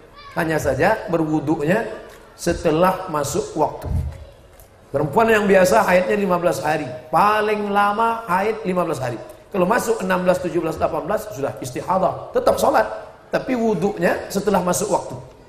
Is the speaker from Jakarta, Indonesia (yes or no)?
no; Riau, Indonesia; Tapi saya tidak pernah bawa mazhab itu ke kampung saya di Riau.